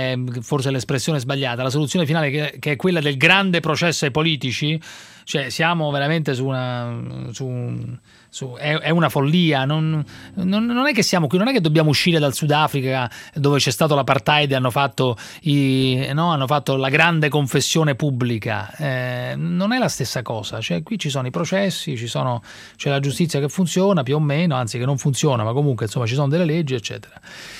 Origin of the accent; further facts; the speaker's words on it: Umbria, Italy; Io non sono marchigiano, sono umbro.